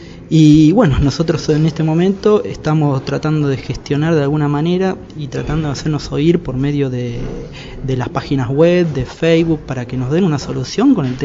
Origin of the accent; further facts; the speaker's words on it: Moreno, Buenos Aires Province, Argentina; yo como ciudadano, digamos, de Moreno y también como argentino